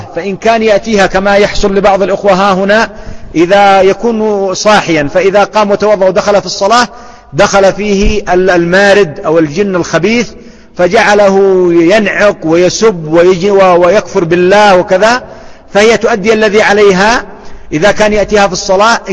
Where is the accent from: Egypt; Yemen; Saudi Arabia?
Yemen; وهذا موجود عندنا في اليمن